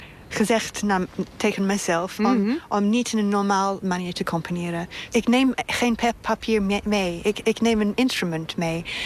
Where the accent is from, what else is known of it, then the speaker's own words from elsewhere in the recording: Australia; Ik ben begonnen met lange afstand route eigenlijk toen ik jong was in Australië.